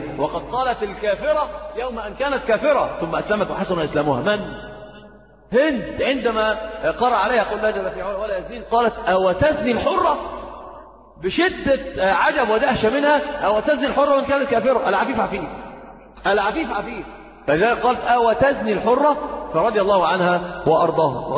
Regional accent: Egypt; عندنا في مصر كثير من يعني أنت تجد الصغير والكبير

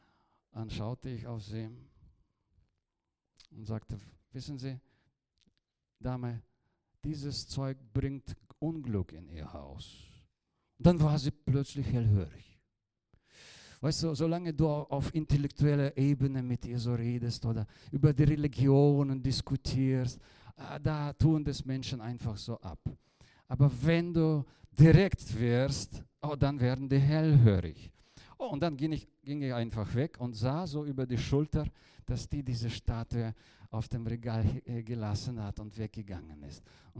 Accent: Bavaria, Germany; accent: Franconian; ich bin ja auch ein Deutscher, verzeiht mir bitte meinen fränkischen Dialekt hier.

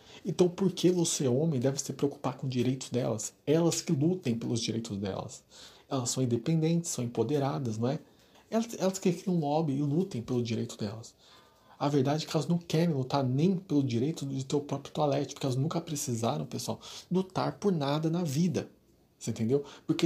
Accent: São Paulo, Brazil; Eu sou de São Paulo.

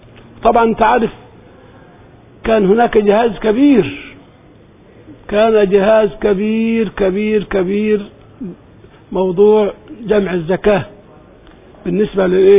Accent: Egypt; برضو عندنا في مصر حتى من قديمه

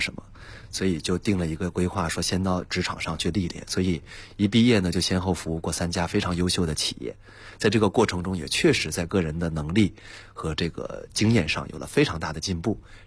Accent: Hebei, China; 因为我家乡就在这样的城市。那当时我们注意到了一个客观的结果，就是我印象中我们那个城市呢是河北省的一个县级市

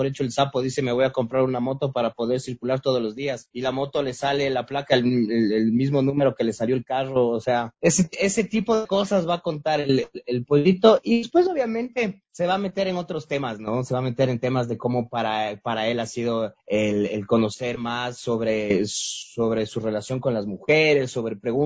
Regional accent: Ecuador; como somos los ecuatorianos

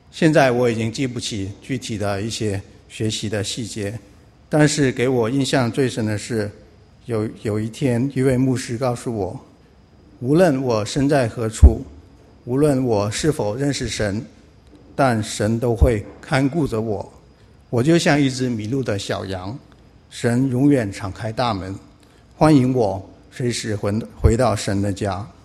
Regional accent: Nanning, Guangxi, China; now in United States; 我来自广西南宁，2005年来到美国，追寻自己的梦想。之前在国内从来没有接触过教会，接受的是非常正统的共产主义教育、无神论的教育

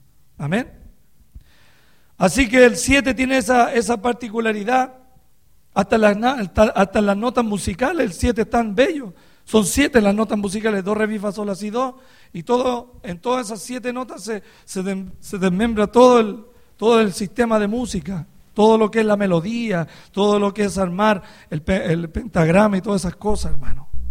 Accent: Chile; moved away; que Dios nos haya traído desde Chile hasta este lugar. Estoy feliz, hermano, porque Algún día volveré a mi tierra, hermano, a hablar la palabra del Señor

